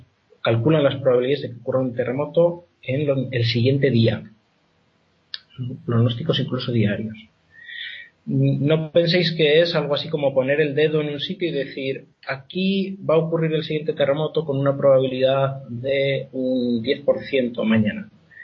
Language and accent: Spanish; Spain; que yo sepa soy el único español o latino en general en el, exceptuando los colegas italianos, claro.